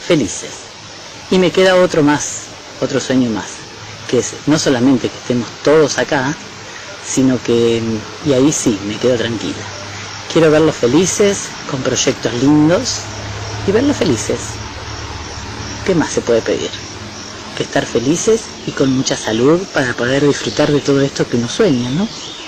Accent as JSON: {"language": "Spanish", "town": "Junín", "region": "Buenos Aires Province", "country": "Argentina", "lives_now": "Buenos Aires, Argentina", "said": "yo soy del interior, soy de Junín, estudié en Lincoln y soñaba con la gran ciudad."}